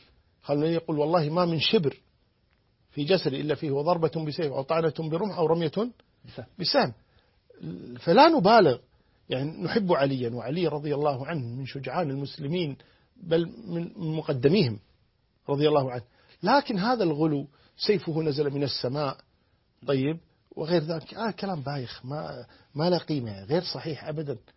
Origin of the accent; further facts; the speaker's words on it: Kuwait; وعندنا في الكويت نقول نشرق باسمه